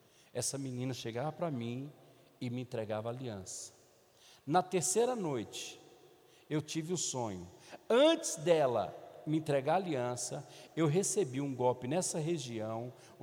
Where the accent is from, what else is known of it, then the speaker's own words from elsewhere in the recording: Minas Gerais, Brazil; porque eu sou mineiro, irmão